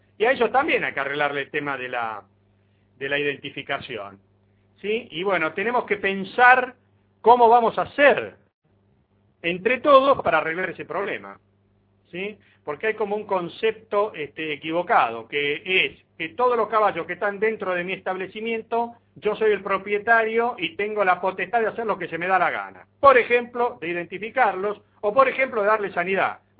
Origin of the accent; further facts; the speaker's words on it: Argentina; si somos argentinos también podemos hacer las cosas bien.